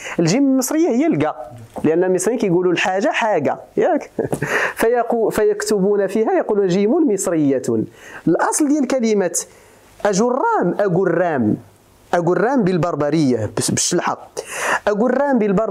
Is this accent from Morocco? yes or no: yes; Morocco; لأن البربرية عندنا في المغرب فيها لهجات تختلف